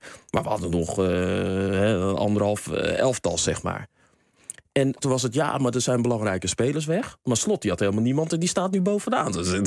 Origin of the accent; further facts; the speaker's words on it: Amsterdam, North Holland, Netherlands; Ik ben sportgek en natuurlijk, ik ben Amsterdammer.